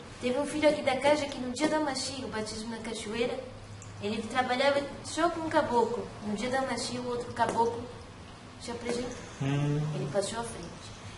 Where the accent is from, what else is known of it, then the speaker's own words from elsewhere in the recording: Minas Gerais, Brazil; born there; Mas era ali em Minas, né? A gente era tudo mineiro. Eu nasci também em Minas. Meus pais não, mas eu nasci em Minas.